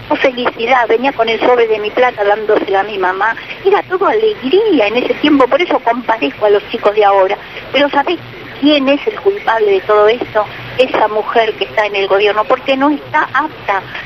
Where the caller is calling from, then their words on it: Ciudadela, Buenos Aires Province, Argentina; de Ciudadela. Te digo, con la edad que tengo, jamás he visto el descontrol y el desparpajo que hay en este país.